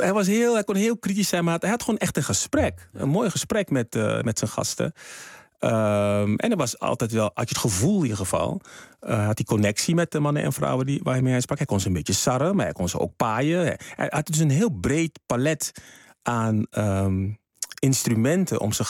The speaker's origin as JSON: {"language": "Dutch", "country": "Suriname", "tie": "born there", "said": "En dat is het land waar ik geboren ben."}